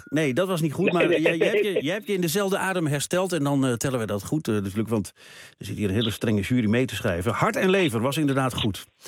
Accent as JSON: {"language": "Dutch", "town": "Hoogeveen", "region": "Drenthe", "country": "Netherlands", "tie": "born there", "said": "ik ken het, vlakbij Hogeveen, waar ik geboren ben."}